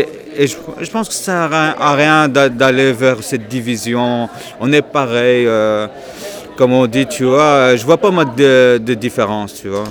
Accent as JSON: {"language": "French", "country": "Belgium", "tie": "born or raised there", "said": "Je suis musulman. Je suis né en Belgique. Je suis belge. Je suis d'origine marocaine"}